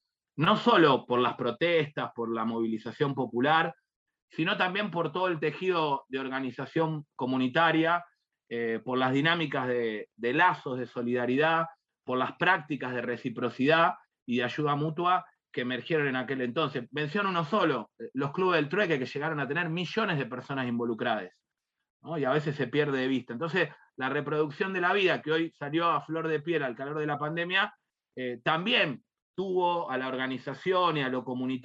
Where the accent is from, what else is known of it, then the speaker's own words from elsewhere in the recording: Lanús, Buenos Aires Province, Argentina; Ahora volví a Lanús, yo soy de Lanús, pero bueno, en ese momento me había mudado hacía poquitos años a Capital